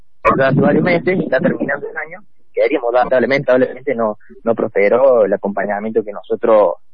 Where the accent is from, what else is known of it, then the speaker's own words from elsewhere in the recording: Villa Jardín, Buenos Aires, Argentina; Yo soy nativo, criado en Villa Jardín